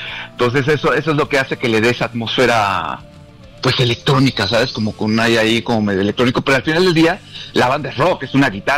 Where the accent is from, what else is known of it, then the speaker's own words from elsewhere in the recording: Mexico; Argentina para nosotros como mexicanos también es un referente de muchas cosas, ¿no?